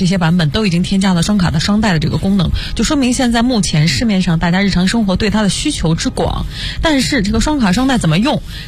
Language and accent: Chinese; China; 我们中国人就比较喜欢这个颜色。